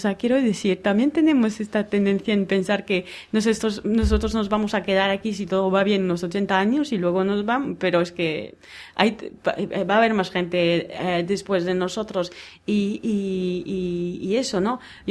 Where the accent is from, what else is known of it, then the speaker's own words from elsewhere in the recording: Basque Country, Spain; Y si viviríamos todos como aquí vascos